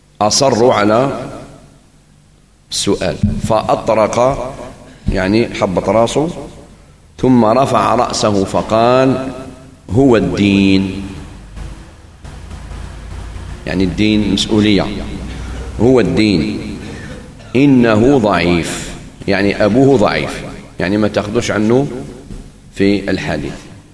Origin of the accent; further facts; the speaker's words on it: Algeria; خاصة نحن جزائريين كثير منا لا يفرق بين المدارات والمداهنة